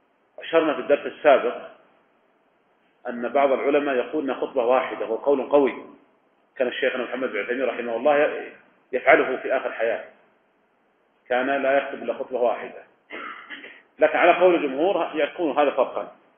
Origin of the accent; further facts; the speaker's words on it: Riyadh, Riyadh Province, Saudi Arabia; يعني مثلا لو كان عندنا في الرياض مثلا